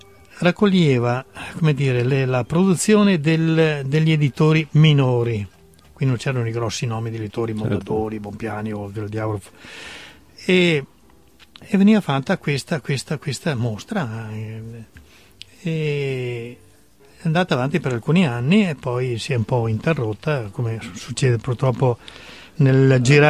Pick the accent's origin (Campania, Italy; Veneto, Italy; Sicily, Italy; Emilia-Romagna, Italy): Veneto, Italy; Treviso; ero e sono innamorato della nostra e della mia terra trevigiana, e l'ho, come dire, scoperta molti anni fa, in occasione della mia dipartita a Treviso